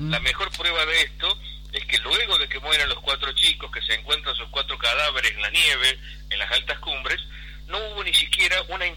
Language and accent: Spanish; Villa Dolores, Córdoba, Argentina; born there; Yo nací en Villa Dolores.